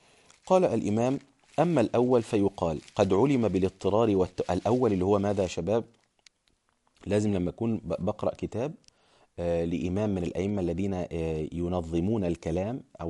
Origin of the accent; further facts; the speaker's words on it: Egypt; أنا كنت أناقش بعض الناس مثلا عندنا في مصر